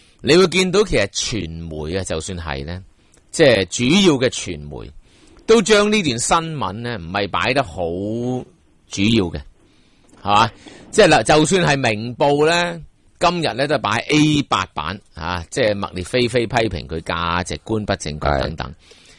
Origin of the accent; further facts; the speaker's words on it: Hong Kong; 而我哋香港人咧，都做唔醒觉嘅话咧，咁到真系吓、啊，即系镇压嘅时候，可能已经太迟噶咯